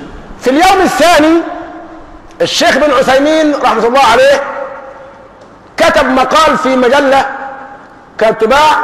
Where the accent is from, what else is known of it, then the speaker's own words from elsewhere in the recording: Egypt; طبعا نحن كمصريين فينا العاطفة